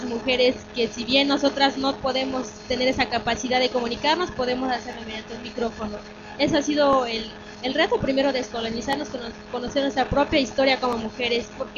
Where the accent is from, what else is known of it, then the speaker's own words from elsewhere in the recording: Oaxaca, Mexico; yo soy de Oaxaca, México, de la radio comunitaria Mije Jambó.